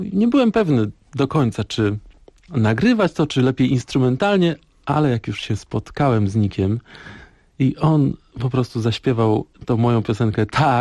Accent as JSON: {"language": "Polish", "town": "Szprotawa", "region": "Lubusz Voivodeship", "country": "Poland", "said": "Ja pochodzę ze Szprotawy. To są daleki zachód, dziki zachód nazywam to."}